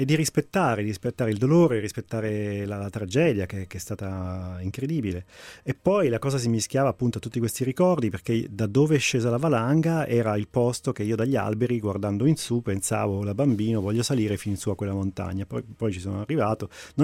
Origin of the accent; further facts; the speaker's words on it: Abruzzo, Italy; perché è la mia terra, perché sono legato all'Abruzzo